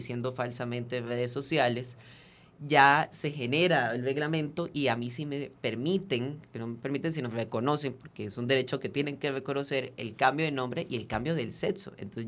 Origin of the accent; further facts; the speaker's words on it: Venezuela; now in Costa Rica; yo soy venezolano, soy extranjero, tengo 5 años de vivir en Costa Rica